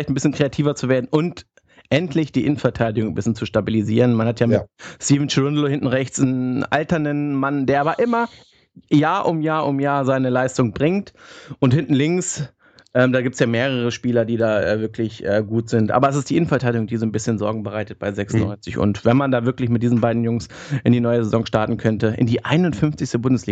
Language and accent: German; Hanover, Lower Saxony, Germany; Ich als Hannoveraner würde mir, glaube ich, schon wünschen, dass der Junge nach Hannover kommt